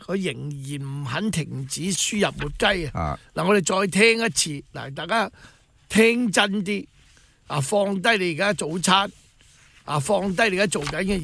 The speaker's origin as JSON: {"language": "Chinese", "region": "Guangdong", "country": "China", "said": "我们广东人说走鸡走鸡就这样就走了鸡嘛"}